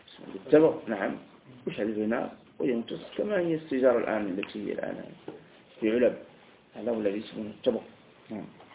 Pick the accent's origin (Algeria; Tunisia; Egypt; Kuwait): Algeria; وكان حتى عندنا في الجزائر أيضا،